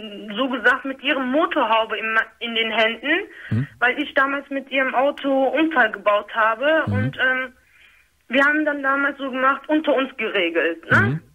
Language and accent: German; Turkey; Auch, sagen wir mal so, ich bin Türkin.